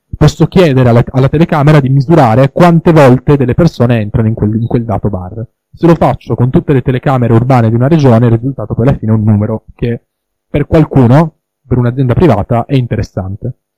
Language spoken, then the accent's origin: Italian; Turin, Piedmont, Italy; now in Milan, Italy; Io, per esempio, sono originario di Torino, adesso vivo a Milano